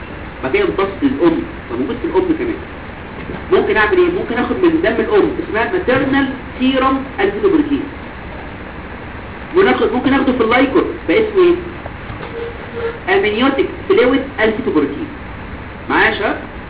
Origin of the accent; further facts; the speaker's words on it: Egypt; احنا عندنا في مصر فينا سيستم سكريننج